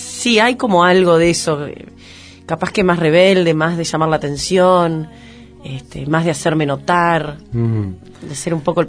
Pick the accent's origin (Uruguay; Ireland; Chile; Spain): Uruguay; Paysandú; also born or lived in Montevideo; Nací en Montevideo, pero al día siguiente ya estaba en Paysandú. Viví toda mi infancia ahí en Paysandú. Se podría decir que nací en Paysandú, es lo mismo. Y sí, me crié muy cerca del río, Uruguay. Me crié mucho, estuve mucho en el campo.